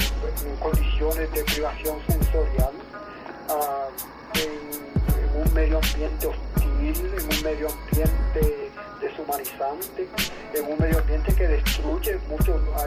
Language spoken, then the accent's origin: Spanish; Puerto Rico; soy un boricua que escogí luchar por la independencia de Puerto Rico. Amo a mi patria.